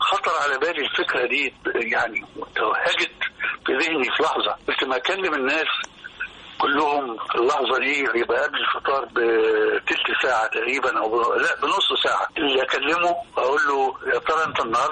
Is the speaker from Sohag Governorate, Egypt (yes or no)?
no; Damanhur, Beheira, Egypt; now in Cairo, Egypt; ان انا اصلا زي ما قلت لك من دمنهور، وفي دمنهور ما عندناش الحكاية اللي لقيتها بعد كده لما جيت القاهرة،